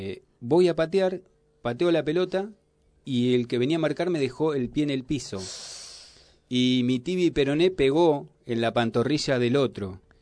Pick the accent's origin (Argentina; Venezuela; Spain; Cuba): Argentina; Buenos Aires Province; also born or lived in Moreno; Yo viví en Moreno hasta los 6, casi 7 años, y me fui acá a la provincia de Buenos Aires, un lugar, y aprendí a andar a caballo